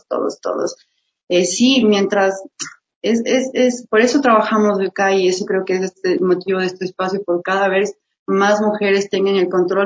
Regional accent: Baños, Tungurahua, Ecuador; now in Quito, Ecuador; yo soy de Baños, de Agua Santa, y allá yo vengo acá, mi querido Quito maravilloso, ya 12 años de acá, y estoy pues en Argentina, en Bellas Artes, ahí realización audiovisual

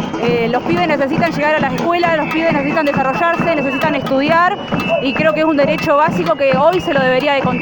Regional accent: Lago Puelo, Chubut, Argentina; soy de Lago Puelo, soy tía de alumnos que van a la escuela 717, la aerotécnica de acá de Cerro Radal

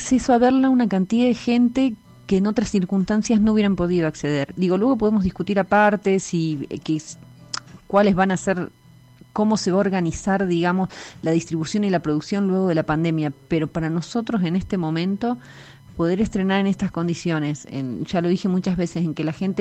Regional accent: Córdoba, Argentina; Mi pueblo está a 250 kilómetros de Córdoba capital

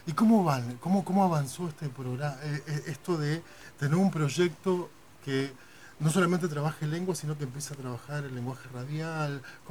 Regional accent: Argentina; para aquellos que somos argentinos

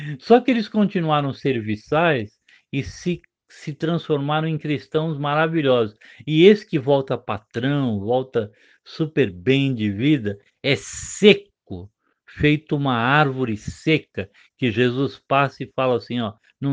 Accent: São Paulo, Brazil; Agora eu falo lá com a minha terra amada, né, com o estado de São Paulo.

